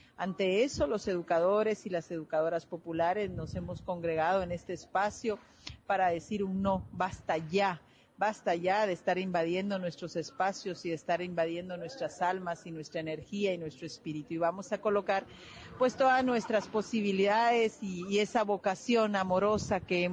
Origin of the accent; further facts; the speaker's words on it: Guatemala; Soy guatemalteca